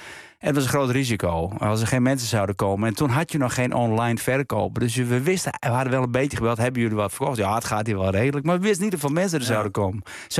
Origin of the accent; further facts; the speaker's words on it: Friesland, Netherlands; Wat er ook achter zat, is natuurlijk dat we uit Friesland kwamen.